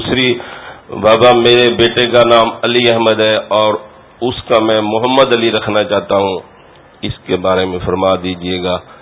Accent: Dera Ghazi Khan, Punjab, Pakistan; میں پنجاب سے آیا ہوں, ڈیرہ غازی خان شہر سے … میں ٹرانسپورٹر ہوں.

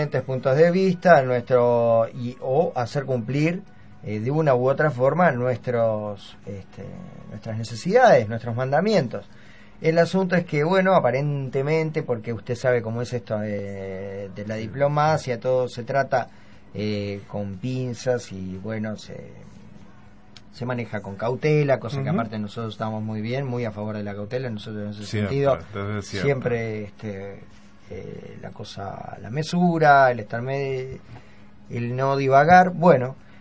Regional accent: Uruguay; no tenemos que hablar de cómo somos los uruguayos y cómo son las uruguayas.

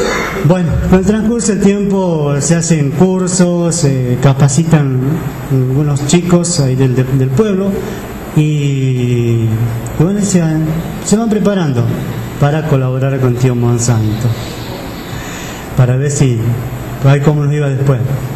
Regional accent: Santiago del Estero, Argentina; accent: Quichua; quería decir en quichua nuestro dialecto

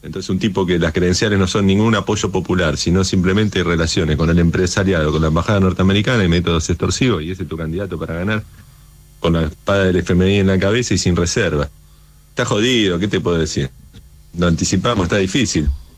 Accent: Tigre, Buenos Aires Province, Argentina; Yo soy de acá de Tigre, no lo quiere nadie.

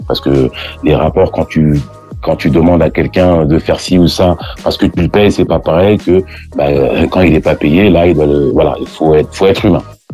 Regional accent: La Tronche, Auvergne-Rhône-Alpes, France; born there; now in Île-de-France, France; moi, là aujourd'hui, j'habite en région parisienne, mais je suis né à La Tronche.

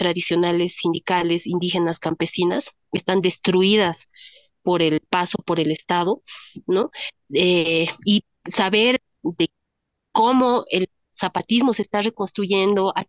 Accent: Bolivia; creo que teníamos una imagen como bolivianos, tal vez bolivianas, a través de los medios

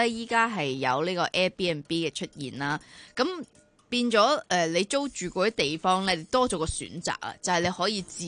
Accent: Hong Kong; 咁但係你見我哋香港普遍市民都係去返本地街市㗎嘛。

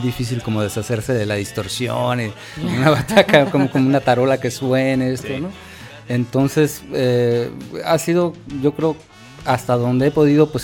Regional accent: northern Mexico, Mexico; Bueno, yo soy del norte de México, ¿no? Entonces casi lo traigo en los genes.

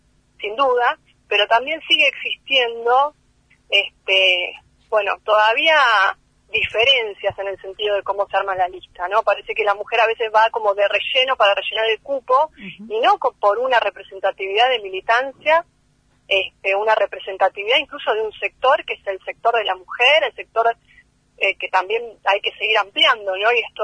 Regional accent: Bariloche, Río Negro, Argentina; Yo soy de Bariloche, pero bueno, hace un tiempo que no podía viajar

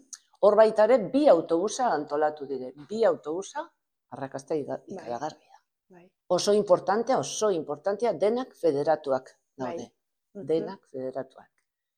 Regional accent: Portbou, Catalonia, Spain; now in Barcelona, Spain; hazi ginen Portbouten, eta bueno, a ber, noiz arte. Gaude orain Bartzelona aldea.

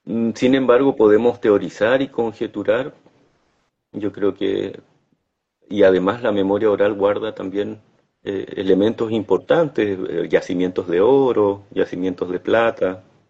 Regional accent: Cholchol, Araucanía, Chile; soy de Cholchol, del territorio de Cholchol. Mi comunidad se llama Yancalhue. Antiguamente se llamaba Yancalhue, ahora se llama Rucapangui Chico.

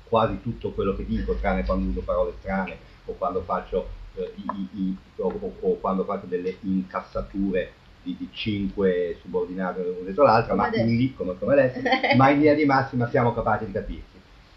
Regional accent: northern Italy, Italy; accent: vaguely northern Italian; Io ho un accento vagamente nord italico

